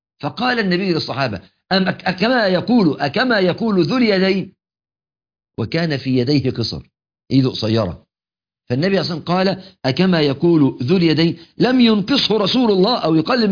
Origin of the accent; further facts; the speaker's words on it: Egypt; بتعبيرنا كمصريين يقول لك كلمة تنجس بحر.